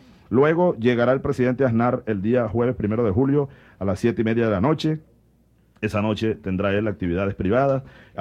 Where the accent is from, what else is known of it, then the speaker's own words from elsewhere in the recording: Venezuela; Pero así somos los venezolanos.